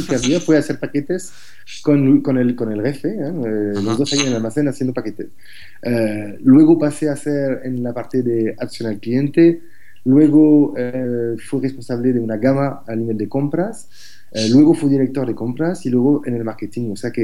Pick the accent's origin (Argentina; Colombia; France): France; Spanish is a second language; now in Barcelona, Spain; yo soy, bueno, como se nota con mi acento, soy francés. Llevo más de 13 años trabajando aquí en Barcelona.